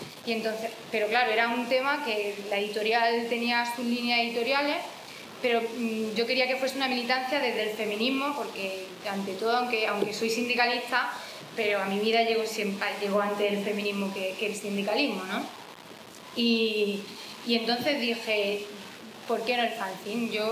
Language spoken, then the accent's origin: Spanish; Jaén, Andalusia, Spain; yo vengo de Jaén, quizás se me nota un poco por el acento, yo vengo de Jaén y en Jaén estaba militando en un colectivo feminista que se llama Comando Sororidad.